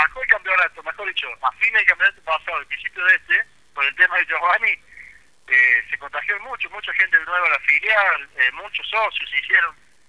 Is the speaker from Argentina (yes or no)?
yes; Córdoba, Argentina; moved away as an adult; Yo soy de Córdoba, yo me vine hace 5 años acá.